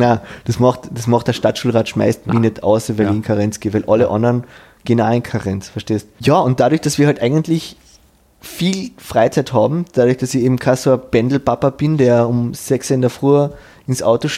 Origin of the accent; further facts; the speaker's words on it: Vienna, Austria; jetzt als echter Wiener